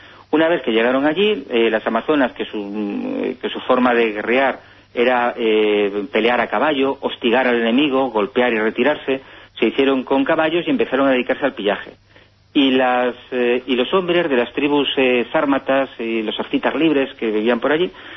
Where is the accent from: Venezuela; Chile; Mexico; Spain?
Spain; Santander, Cantabria; now in Ourense, Spain; yo ahora pues vivo en Orense, pero yo vengo de Santander. Yo he vivido a unos 30 kilómetros de Liérganes, ¿no? Una población preciosa, muy cercana a la bahía de Santander.